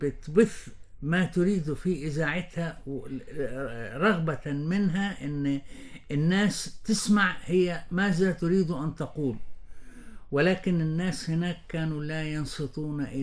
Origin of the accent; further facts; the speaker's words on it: Palestine; أنا صحيح فلسطيني الجنسية، فلسطيني الهوية، ولكن مصري الهوى.